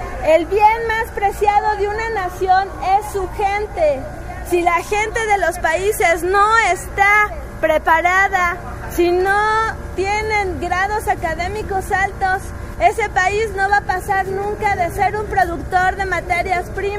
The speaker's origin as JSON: {"language": "Spanish", "country": "Mexico", "said": "lo que estamos haciendo aquí es manifestarnos como mexicanos solidarios"}